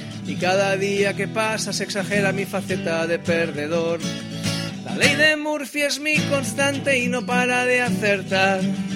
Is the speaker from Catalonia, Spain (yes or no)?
yes; Barcelona, Catalonia, Spain; soy de Horta. Mi vida son recuerdos del barrio de Horta cuando yo era pequeño, 9 años, y era un barrio normal, que se dice ahora transversal, ricos, pobres y regulares.